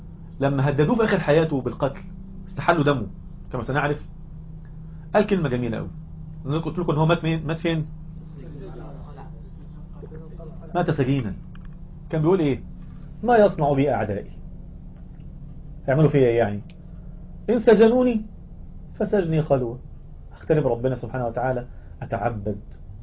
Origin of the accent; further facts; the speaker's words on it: Egypt; احنا عندنا في مصر، مصر حد هنا مصري؟